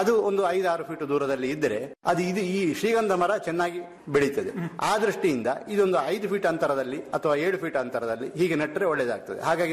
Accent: Uppinangady, Karnataka, India; ನಮ್ಮ ಊರು ದಕ್ಷಿಣ ಕನ್ನಡ ಉಪ್ಪಿನಂಗಡಿ ಸೈಡ್ ಇರುವುದರಿಂದ ಮಂಗಳೂರಿನ ದೊಡ್ಡ ಮಾರುಕಟ್ಟೆ ಇರ್ತದೆ.

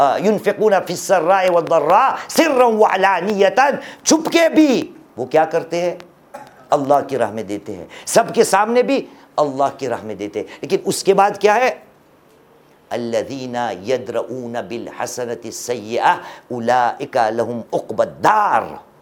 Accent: India; ہاں, یہ ہمارا ہندوستان ہے عزیز, ہندوستان ہمارا وطن ہے

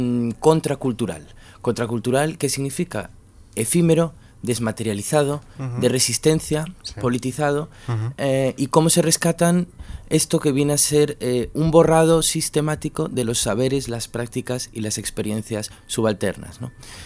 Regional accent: Gijón, Asturias, Spain; habla de Gijón. Yo soy de Gijón también.

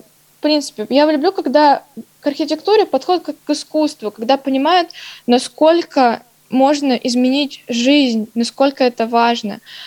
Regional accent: Novosibirsk, Novosibirsk Oblast, Russia; своей родины, что я коренной житель Новосибирска.

